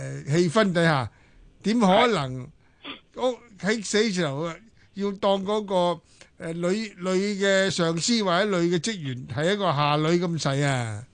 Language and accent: Cantonese; Hong Kong; 我香港人